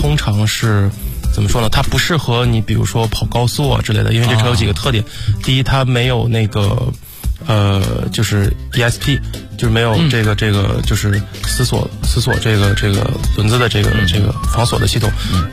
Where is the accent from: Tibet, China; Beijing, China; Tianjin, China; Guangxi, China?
Tianjin, China; 我小时候是在天津长大的